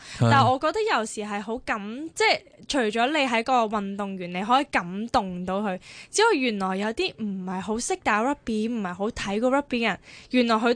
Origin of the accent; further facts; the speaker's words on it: Hong Kong; 即係香港土生土長，叫做都本地姜啦。咁我喺香港其實同 typical 嘅女仔都好相似嘅，即係細細粒啊，又唔係好高大啊嗰種